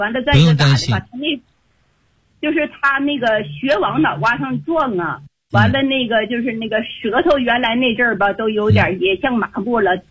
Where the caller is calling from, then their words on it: Beijing, China; 我是北京的学员，我今年72岁了